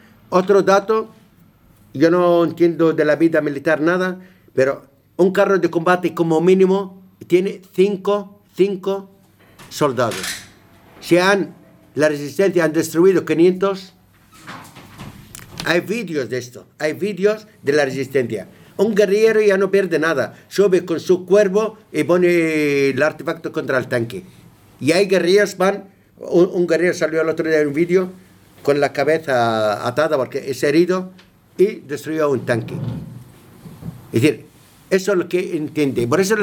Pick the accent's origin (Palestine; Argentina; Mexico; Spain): Palestine; Me preocupa mi gente que está en el matadero. Es que no hay humanidad hoy día. El pueblo palestino está en el matadero